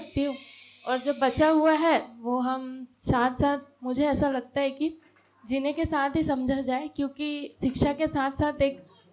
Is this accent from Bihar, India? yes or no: no; Bargarh, Odisha, India; moved away as an adult; और मैं बरगढ़ से हूँ, ओडिशा से। और अभी मुझे यहाँ शिफ्ट हुए 4 महीने के आसपास होने वाले हैं। अभी मैं ही शिफ्ट हुई हूँ, मेरी फैमिली शिफ्ट नहीं हुई है, पर उनकी सहमति है।